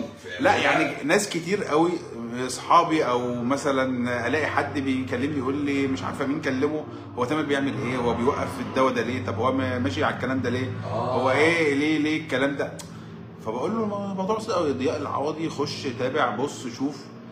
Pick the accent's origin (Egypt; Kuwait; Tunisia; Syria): Egypt; وبعدين انا بقول انا راجل مصري